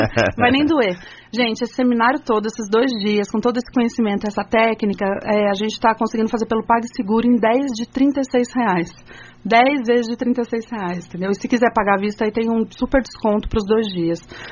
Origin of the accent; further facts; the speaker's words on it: São Paulo, Brazil; Eu e a Jéssica somos de São Paulo